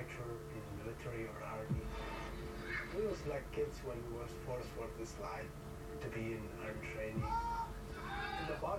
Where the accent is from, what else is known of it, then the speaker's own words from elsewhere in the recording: Baghdad, Baghdad Governorate, Iraq; I was born in Iraq and South Baghdad. When I was a kid, there's no future when we see all these terrible situations about war.